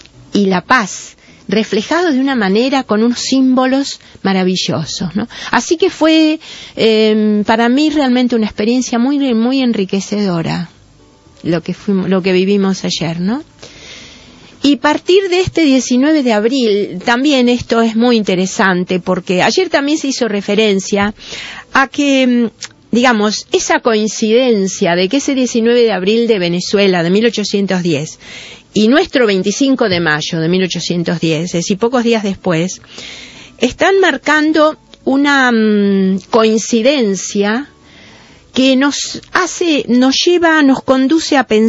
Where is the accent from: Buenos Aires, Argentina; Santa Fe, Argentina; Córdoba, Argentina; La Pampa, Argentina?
Santa Fe, Argentina; Rosario; Yo soy de Rosario, les aclaro, ¿no?